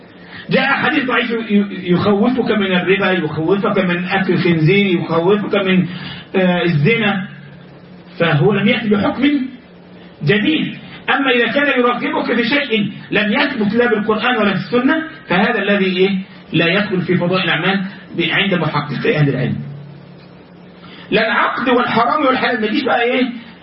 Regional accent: Egypt; بعض الناس عندنا في مصر

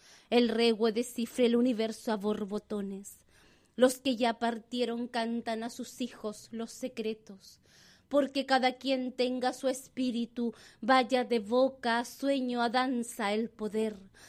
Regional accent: Osorno, Los Lagos, Chile; yo crecí en la ciudad, en la Huaría, Chauracahuín, lo que se llama Osorno en español. Y si bien vengo de un Cupán, de un origen machi por mi abuela, por mi bisabuela materna

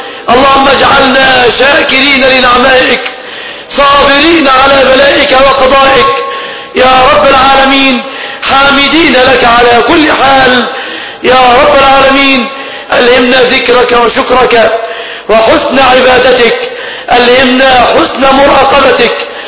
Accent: Egypt; بلادنا مصر

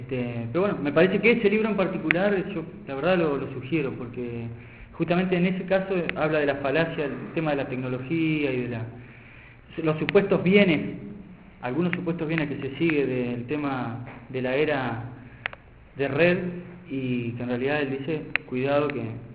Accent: Paraná, Entre Ríos, Argentina; moved away as an adult; also born or lived in Buenos Aires; yo soy de Paraná y cuando fui a estudiar a Buenos Aires

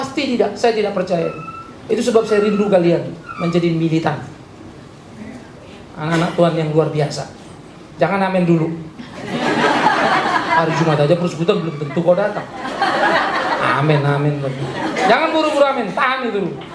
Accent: Pematangsiantar, North Sumatra, Indonesia; Saya orang Siantar, saudara.

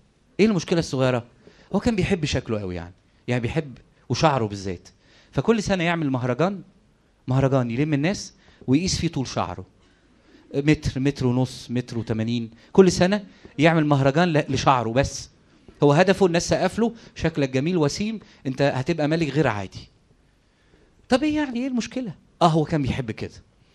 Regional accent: Egypt; ده احنا كمصريين ما عندناش قيمة للوقت الحقيقة

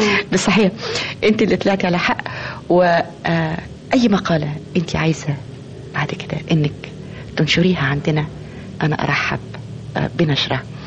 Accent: Egypt; إن إحنا العيب مش فينا كمصريين، ومش العيب مش في المصري كمصري أو في المصرية كمصرية

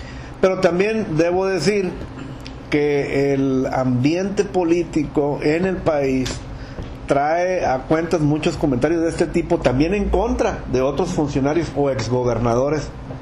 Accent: Mexico; yo primero soy un ciudadano mexicano

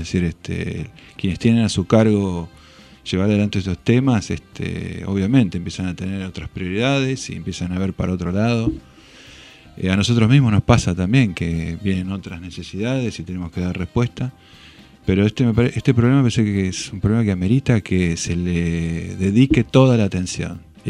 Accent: La Plata, Buenos Aires Province, Argentina; yo soy platense

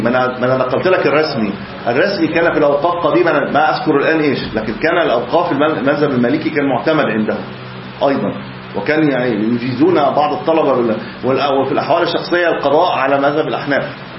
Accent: Egypt; طبعا احنا عندنا في مصر خلاط، يعني في عليه خلاط، احنا خلاط في مصر،

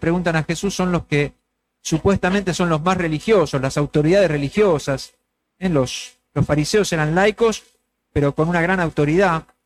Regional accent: Argentina; a nosotros los argentinos más todavía, porque todos sabemos que somos un pueblo frágil

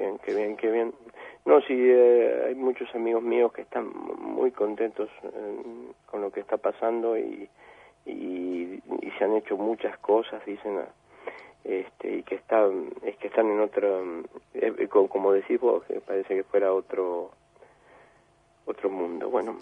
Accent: Argentina; accent: Argentine; now in Spain; acá me dicen que no he perdido mi acento argentino y allá me dicen que hablo argeñol.

